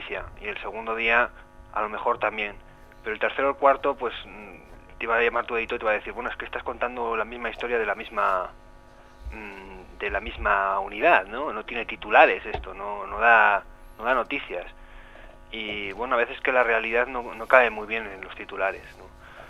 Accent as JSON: {"language": "Spanish", "town": "Artajona", "region": "Navarre", "country": "Spain", "tie": "born or raised there", "said": "Aunque soy de Artajona, de un pueblo de Navarra, y he crecido toda la vida aquí"}